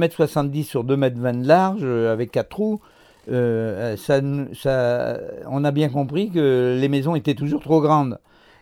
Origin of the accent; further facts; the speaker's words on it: Pays de la Loire, France; born there; Je suis né en Brière en 1945.